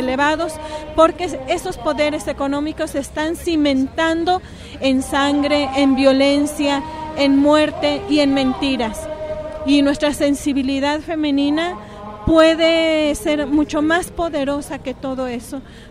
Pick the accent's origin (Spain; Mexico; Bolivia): Mexico; somos muchos mexicanos, muchas mexicanas que estamos en las calles